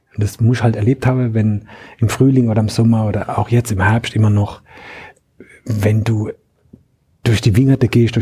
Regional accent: Mannheim, Baden-Württemberg, Germany; born there; Ich bin in Mannheim geboren und Mannheim war oder ist, so muss ich anfangen, Mannheim ist heute in einem anderen Bundesland, jenseits des Rheins, rechtsrheinisch, und deswegen gehört es zu Nordbaden, Baden-Württemberg.

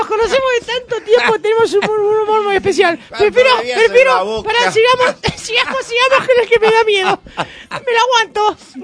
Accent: Argentina; Soy argentina.

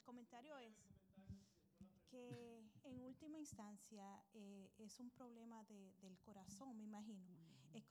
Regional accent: Dajabón, Dominican Republic; nos criamos juntos en mi pueblo, en Dajabón

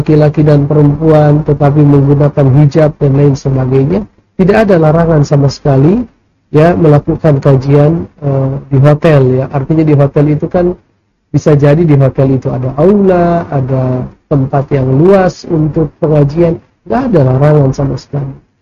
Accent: North Sumatra, Indonesia; misalnya di daerah saya di Sumatera Utara

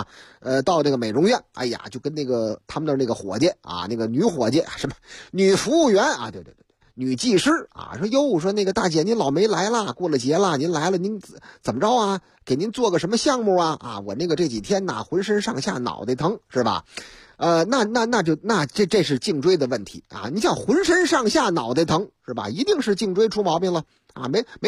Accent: Shuiduizi, Beijing, China; 我的老家水对子。读错了啊，我知道，我们老家人都管这个地方叫水堆子，朝阳那边吗？团结湖边上吗？啊，对了，水堆子。

